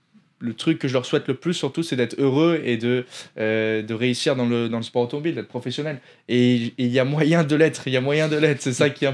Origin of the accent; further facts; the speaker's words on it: Grasse, Provence-Alpes-Côte d'Azur, France; On est dans le sud de la France. J'étais à Cannes à ce moment-là, donc pas loin de chez moi. Je suis de Grasse.